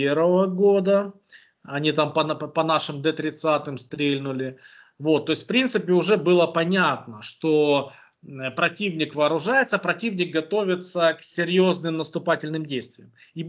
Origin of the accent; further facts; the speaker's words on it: Donetsk Oblast, Ukraine; я индеец из ДНР, хоть при должности